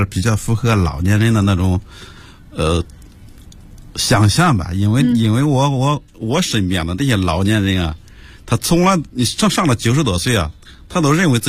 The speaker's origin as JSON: {"language": "Chinese", "town": "Bozhou", "region": "Anhui", "country": "China", "said": "亳州，对对对"}